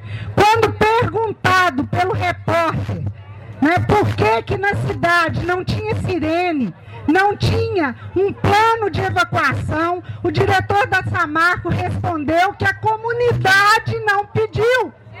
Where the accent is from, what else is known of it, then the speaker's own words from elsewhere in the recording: Belo Horizonte, Minas Gerais, Brazil; eu também não sou de Mariana, sou de Belo Horizonte, mas tive a grata satisfação de viver durante um ano na comunidade de Bento Rodrigues.